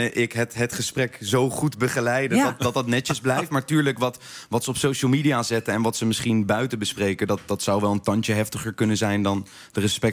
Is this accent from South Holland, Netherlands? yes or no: yes; The Hague, South Holland, Netherlands; Ik ben opgegroeid in Den Haag met freestylen, zeg maar.